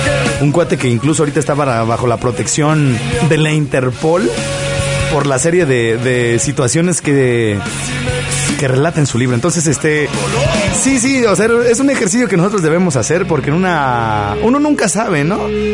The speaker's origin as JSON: {"language": "Spanish", "country": "Mexico", "said": "como buenos mexicanos que somos"}